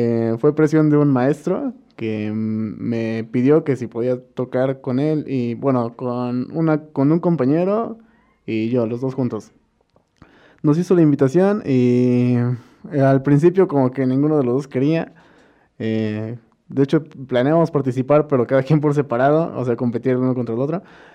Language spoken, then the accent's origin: Spanish; Amecameca, State of Mexico, Mexico; Nací en Amecameca, en el pueblito cerca del volcán, San Pedro. Ahí crecí, ahí viví, de ahí son mis padres, toda mi vida he estado aquí. Y sí, fui a la Sor Juana, como la mayoría de aquí.